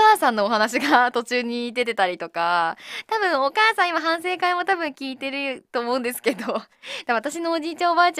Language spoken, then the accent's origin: Japanese; Miyagi, Japan; 私宮城出身っては言ってるんですけど、そこまでこう訛りが強い場所にいたわけじゃないので、ちょっと訛りわかんないんですよね